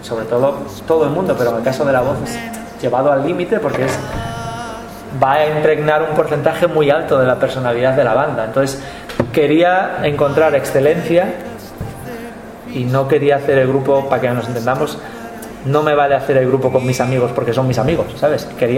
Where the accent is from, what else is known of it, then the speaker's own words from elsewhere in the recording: Galicia, Spain; Ya el 50% ya somos gallegos, ¿no?